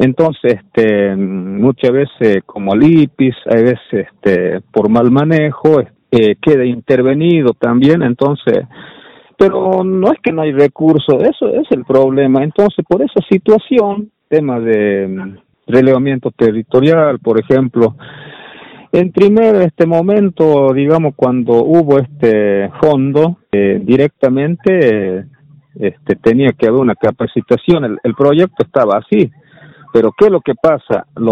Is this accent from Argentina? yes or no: yes; Tartagal, Salta, Argentina; Tartagal, departamento San Martín.